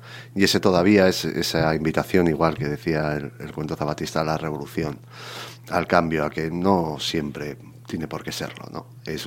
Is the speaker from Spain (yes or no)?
yes; Spain; mi lengua materna es el castellano. Yo aprendí en casa en castellano, en la escuela pública, por los años que ya tenemos y que empezamos a dejar de ser algo jóvenes, estudié todo en castellano. Entonces, el euskera lo aprendí con la edad.